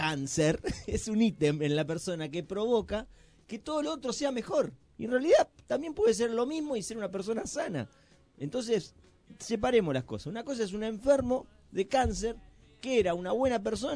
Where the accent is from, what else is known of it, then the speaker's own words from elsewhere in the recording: Argentina; porque somos argentinos y si no fuéramos argentinos, ¿de qué país seríamos?